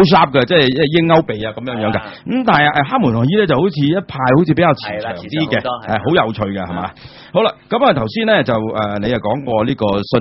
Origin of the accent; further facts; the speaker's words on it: Hong Kong; 雖然我哋香港人有習慣叫可蘭經但係佢嘅正名呢叫古蘭經